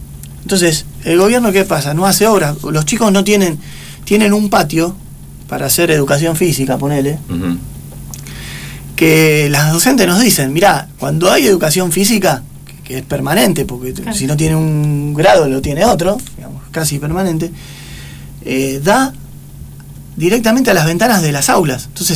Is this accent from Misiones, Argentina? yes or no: no; La Paternal, Buenos Aires, Argentina; born there; nací en Paternal